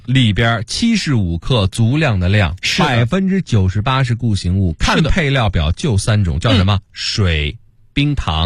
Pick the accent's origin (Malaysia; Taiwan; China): China; Beijing; 咱们北京人有两大宝贝